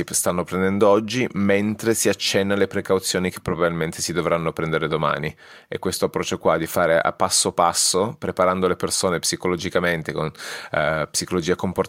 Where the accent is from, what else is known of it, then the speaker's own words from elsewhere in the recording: Turin, Piedmont, Italy; now in Edinburgh, United Kingdom; nato e cresciuto a Torino, residente a Edimburgo.